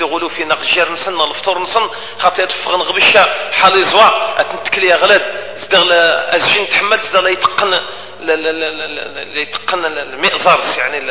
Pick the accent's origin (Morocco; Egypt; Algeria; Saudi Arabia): Algeria; من حقنا كجزائريين